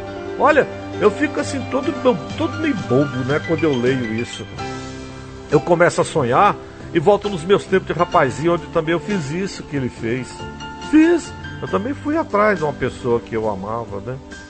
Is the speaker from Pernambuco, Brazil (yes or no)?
no; São José dos Pinhais, Paraná, Brazil; now in Alta Floresta, Brazil; Eu sou paranaense, de São José de Pinhais, e meu marido também. Nós éramos namoradinhos nos tempos de adolescência, mas ele teve que se mudar de lá para cá para vir morar em Alta Floresta.